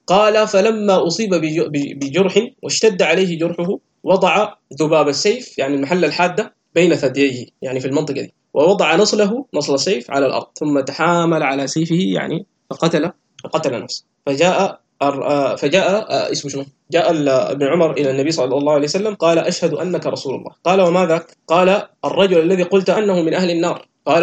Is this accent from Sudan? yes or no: yes; Sudan; عندنا في السودان وفي مصر